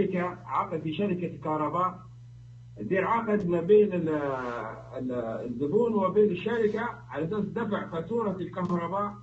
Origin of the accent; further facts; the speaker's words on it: Libya; أنا من ليبيا